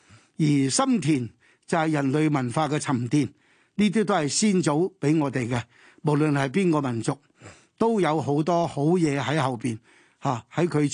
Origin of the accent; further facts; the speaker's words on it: China; 我哋中國人有句説話